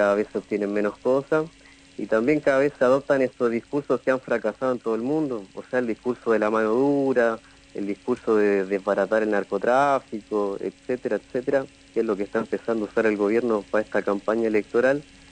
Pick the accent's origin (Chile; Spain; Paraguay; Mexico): Chile; moved away as an adult; now in Argentina; Sí, yo soy de Chile.